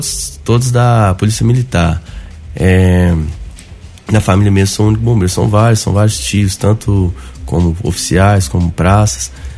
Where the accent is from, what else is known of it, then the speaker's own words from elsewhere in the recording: Belo Horizonte, Minas Gerais, Brazil; Eu sou nascido e criado em Belo Horizonte. Fiquei em BH em torno de... até os 25 anos, né? Nasci lá, foi até os 25 anos.